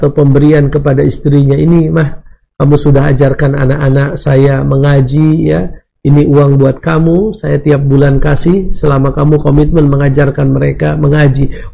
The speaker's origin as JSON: {"language": "Indonesian", "country": "Indonesia", "said": "Saya bukan orang Hamas. Saya orang Indonesia."}